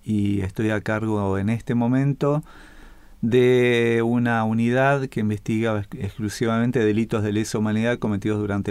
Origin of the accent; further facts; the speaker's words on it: Santa Fe, Argentina; born there; Nací en Santa Fe, en la capital de la provincia.